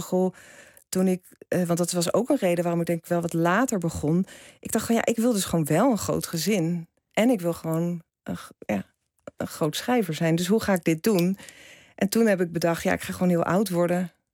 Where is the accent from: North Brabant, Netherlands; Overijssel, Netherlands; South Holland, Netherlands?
South Holland, Netherlands; Rotterdam; Ik groeide op in Kralingen.